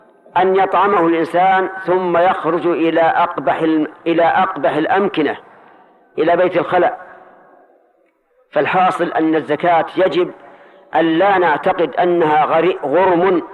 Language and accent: Arabic; Najd, Saudi Arabia; هذا السؤال الذي يسمى عندهم القحدد يسمى عندنا في نجد الشهاقة